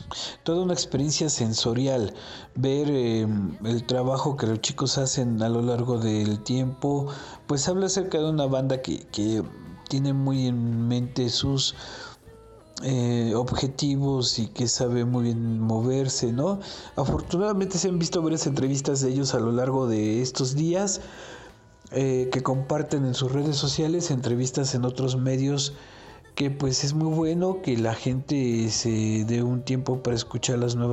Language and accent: Spanish; Cepecho, Hidalgo, Mexico; de Cepecho, Hidalgo, México, para todo el mundo.